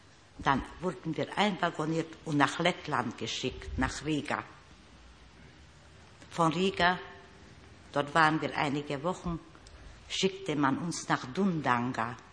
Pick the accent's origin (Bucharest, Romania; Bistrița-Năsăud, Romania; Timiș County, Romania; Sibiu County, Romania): Bistrița-Năsăud, Romania; Bistrița; Bistritz, in meiner Heimatstadt.